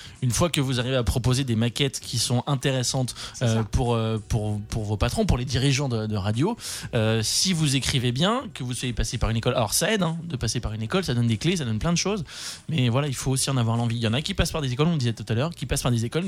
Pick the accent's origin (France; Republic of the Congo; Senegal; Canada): France; Nancy, Grand Est; now in Metz, France; moi je suis de Nancy à la base, donc mon cœur est rouge et blanc, forcément. Après, je suis arrivé à Metz